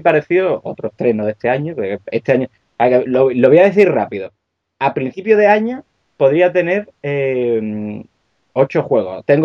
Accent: Seville, Andalusia, Spain; now in Asturias, Spain; Porque yo, aunque soy de Sevilla, estoy emigrado allí, por amor.

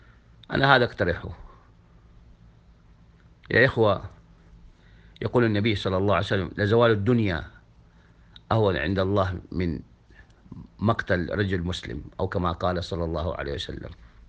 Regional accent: Saudi Arabia; خاصة نحن المقتدرين من السعودية

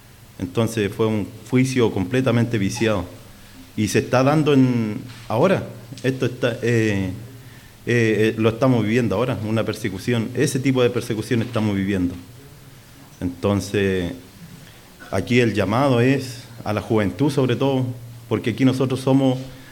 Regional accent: Araucanía, Chile; no solamente yo vengo de Malleco

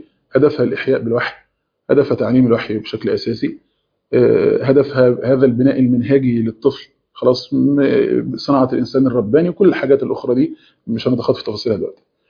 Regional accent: Egypt; في اجازه اللي هي نص السنه عندنا في مصر

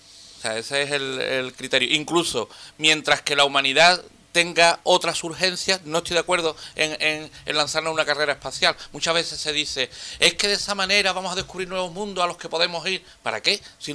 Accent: Andalusia, Spain; O sea, nosotros como andaluces estamos en los últimos de la fila

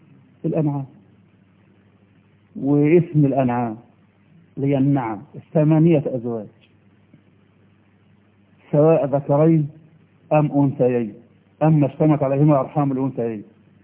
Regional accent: Egypt; إحنا مصريين عقولنا متربية

